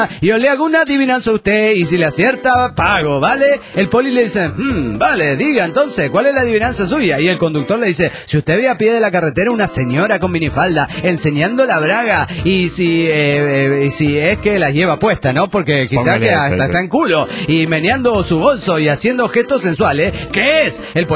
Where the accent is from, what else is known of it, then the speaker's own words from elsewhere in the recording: Barcelona, Catalonia, Spain; ¿Qué tal? … de Gran Hora de Barcelona, España.